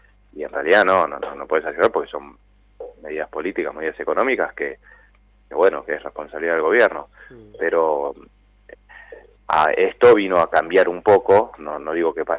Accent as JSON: {"language": "Spanish", "town": "La Plata", "region": "Buenos Aires Province", "country": "Argentina", "said": "La inundación en La Plata, los que somos platenses"}